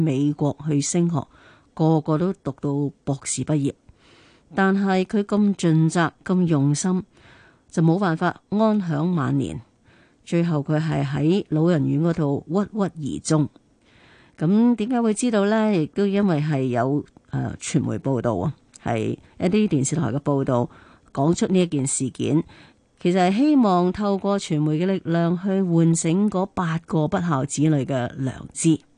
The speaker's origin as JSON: {"language": "Cantonese", "country": "China", "said": "我哋中国人成日讲嗬，亲生仔不如近身前啊！"}